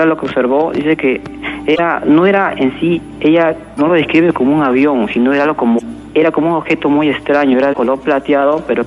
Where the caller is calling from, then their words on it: Villa El Salvador, Lima, Peru; De Villa El Salvador.